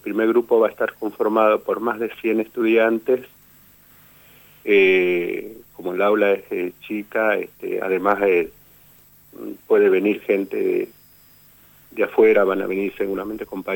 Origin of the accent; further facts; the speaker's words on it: San Francisco Solano, Buenos Aires Province, Argentina; Teníamos una cierta vergüenza de decir que éramos de San Francisco Solano, ¿no?